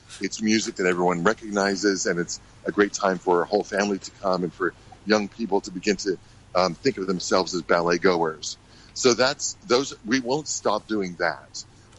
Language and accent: English; United States; born there; also born or lived in Bahamas / Texas / Africa; I was the first one born in the United States after the revolution. My parents left.